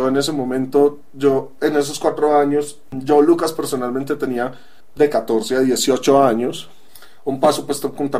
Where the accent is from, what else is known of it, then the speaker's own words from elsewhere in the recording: Medellín, Antioquia, Colombia; accent: paisa; Provengo de Colombia, de Medellín específicamente. Mi acento se lo recordará a muchas personas que tal vez hayan oído el famoso acento paisa